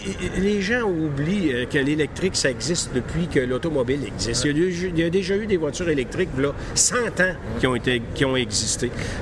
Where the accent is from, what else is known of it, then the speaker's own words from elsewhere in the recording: Quebec City, Quebec, Canada; je retourne dans mon patelin à Québec, ma merveilleuse ville